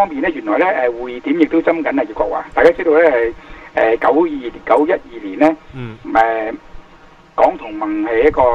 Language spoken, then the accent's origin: Cantonese; Hong Kong; 咁我哋又想一直放棄我哋香港人現有嗰個嘅情況